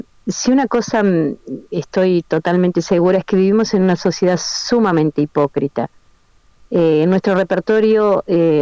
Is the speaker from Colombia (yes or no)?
no; Uruguay; yo fui vendedora como tantas uruguayas, calculo, de estos productos por catálogo de belleza